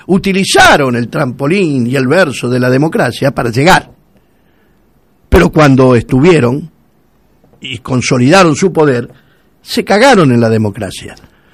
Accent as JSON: {"language": "Spanish", "country": "Argentina", "said": "Y yo soy argentino."}